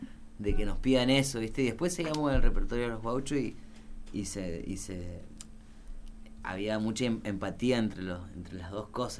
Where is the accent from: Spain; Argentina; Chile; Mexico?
Argentina; como músico argentino te iban a pedir un tango, una samba